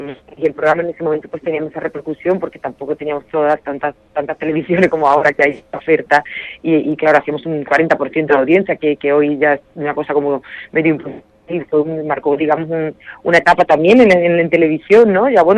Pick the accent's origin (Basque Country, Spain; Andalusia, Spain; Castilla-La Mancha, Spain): Andalusia, Spain; Coria del Río; moved away; cuando salí de aquí de Sevilla, de Coria, y fui a Madrid